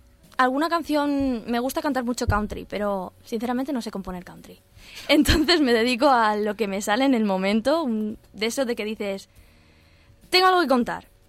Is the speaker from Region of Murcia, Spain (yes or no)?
no; Alicante, Valencian Community, Spain; Pues yo soy de Alicante, entonces... Pero intento salir de aquí